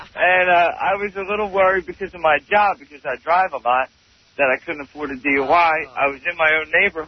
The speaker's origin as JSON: {"language": "English", "country": "Ireland", "said": "Jamaican, and I'm Irish."}